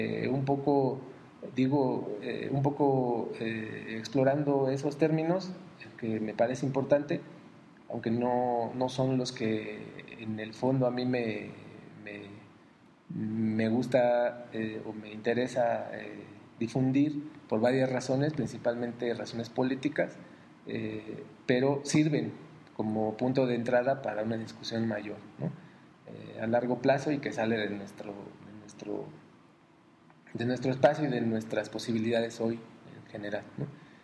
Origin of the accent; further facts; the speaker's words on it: Mexico; Pues yo vengo de México